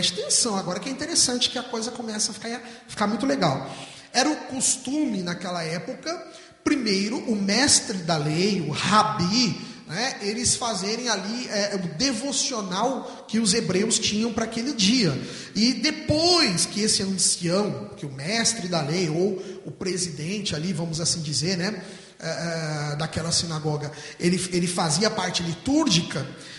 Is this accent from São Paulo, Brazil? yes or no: yes; São José do Rio Preto, São Paulo, Brazil; para nós que somos aqui de Rio Preto, é quase que Rio Preto-Mirassol